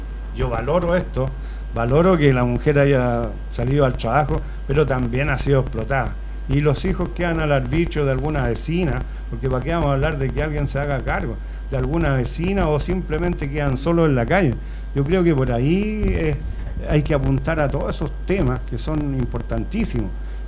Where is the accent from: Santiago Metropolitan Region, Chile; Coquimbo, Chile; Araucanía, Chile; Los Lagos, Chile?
Santiago Metropolitan Region, Chile; Puente Alto; Yo soy de Puente Alto cuando habían 144.000 habitantes y de abruptamente subió su población, su densidad.